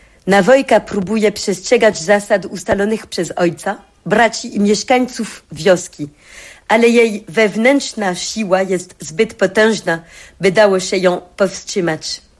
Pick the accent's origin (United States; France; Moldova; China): France; born there; Polish is a second language; Urodziłam się we Francji, ale bardzo jestem przywiązana do Polski. W Polsce czuję się francuską, ale we Francji czuję się Polką.